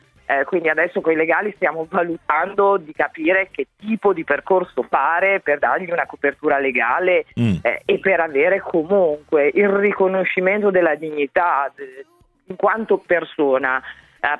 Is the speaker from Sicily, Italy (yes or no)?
no; Emilia-Romagna, Italy; non in quanto romagnoli, ma in quanto cittadini